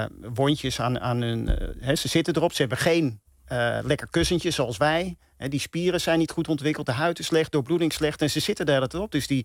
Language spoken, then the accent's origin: Dutch; Amsterdam, North Holland, Netherlands; Hey, ik ben Amsterdammer. En ik ben ook Ajax-fan, uiteraard. Ik ben geboren op het Stadionplein, vlak naast het Olympisch Stadion.